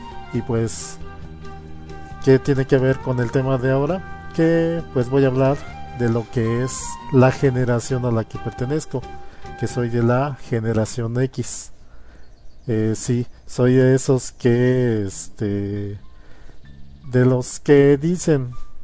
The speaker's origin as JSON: {"language": "Spanish", "country": "Mexico", "said": "En mi caso, siendo mexicano, pues se define un poco más tardío"}